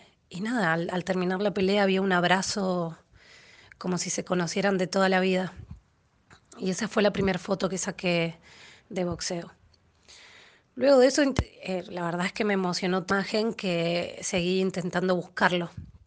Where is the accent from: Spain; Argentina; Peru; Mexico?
Argentina; Mendoza; now in Buenos Aires, Argentina; soy mendocina, pero vivo en Buenos Aires, Argentina. Tengo 37 años